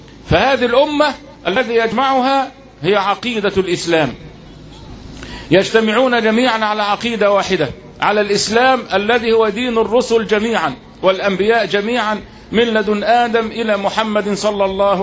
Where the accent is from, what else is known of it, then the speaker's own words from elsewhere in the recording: Egypt; يبقى أنا مصري وإنت مصري صرف النظر عن الدين